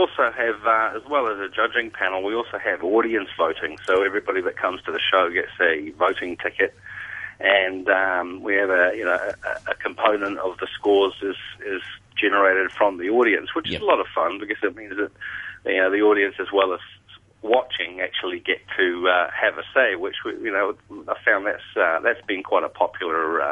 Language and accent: English; New Zealand; we did my home country, New Zealand, events in March, April this year.